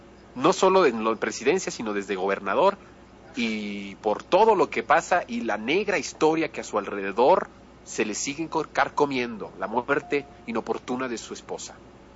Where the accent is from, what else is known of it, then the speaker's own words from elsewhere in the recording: Mexico; Si nosotros como mexicanos actuamos estratégicamente para estas cosas